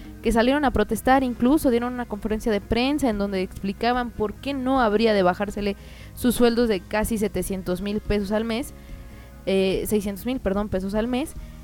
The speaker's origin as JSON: {"language": "Spanish", "country": "Mexico", "said": "a los más de 120 millones que somos de mexicanos que sobrevivimos con el mínimo"}